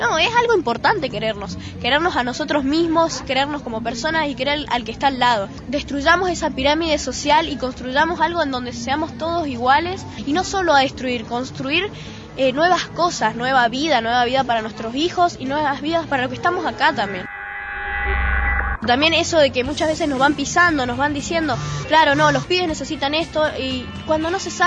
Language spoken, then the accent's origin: Spanish; Mendoza, Argentina; de Mendoza, tengo 13 años